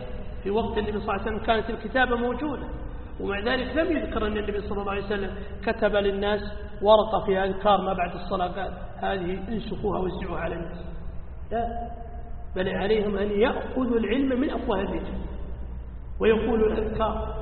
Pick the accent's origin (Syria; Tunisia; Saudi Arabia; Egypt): Saudi Arabia; عندنا في السعودية